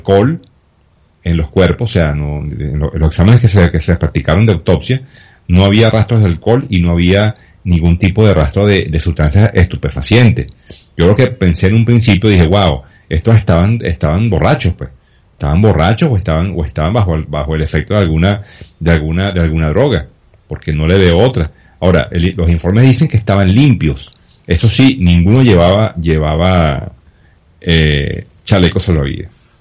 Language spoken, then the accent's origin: Spanish; Venezuela; Cuando un equipo aquí en Venezuela, en 9 innings, no hace carrera